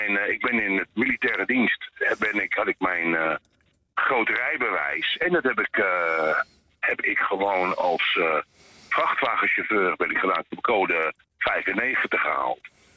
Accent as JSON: {"language": "Dutch", "country": "Netherlands", "said": "Ik bedoel, als Nederlander, daklozen ben je gewoon een stuk stront."}